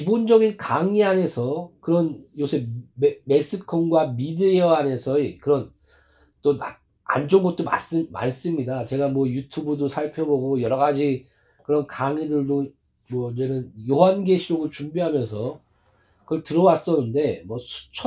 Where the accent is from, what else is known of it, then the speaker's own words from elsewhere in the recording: South Korea; 그래서 저는 뭐 우리 한국 사람은 1년인가요? 아, 한 달에 한 권도 읽지 않는다.